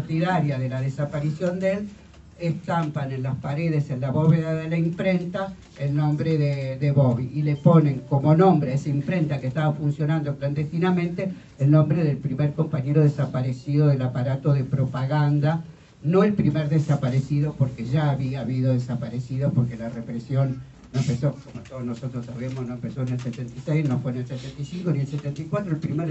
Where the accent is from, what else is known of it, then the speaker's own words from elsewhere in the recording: Buenos Aires, Argentina; soy de Buenos Aires.